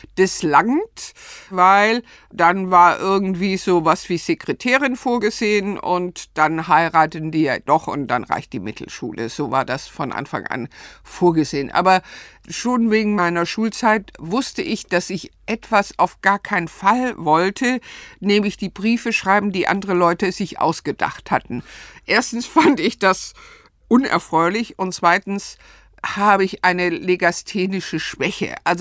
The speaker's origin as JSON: {"language": "German", "town": "Stuttgart", "region": "Baden-Württemberg", "country": "Germany", "tie": "born or raised there", "also_born_or_lived": "Ludwigsburg", "said": "dann ging es zurück nach Stuttgart. Aufgewachsen bin ich in Stuttgart-Bad Cannstatt."}